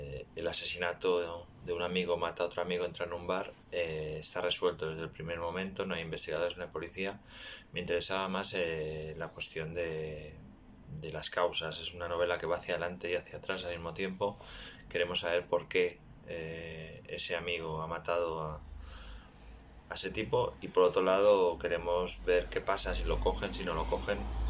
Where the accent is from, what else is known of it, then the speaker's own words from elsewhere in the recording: Barcelona, Catalonia, Spain; Soy de Barcelona y esta fue como mi primera novela negra que publiqué en el año 2009-2010.